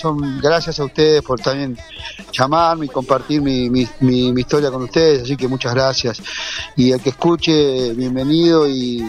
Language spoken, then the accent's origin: Spanish; San Marcos Sierra, Córdoba, Argentina; Estoy acá en mi pueblo, San Marcos Sierra, sí.